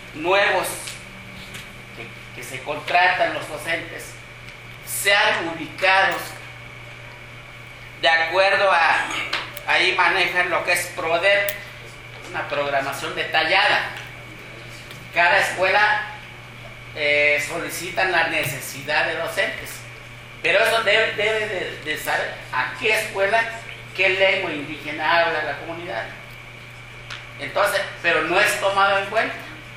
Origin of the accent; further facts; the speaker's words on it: Chiapas, Mexico; Yo vengo de Chiapas.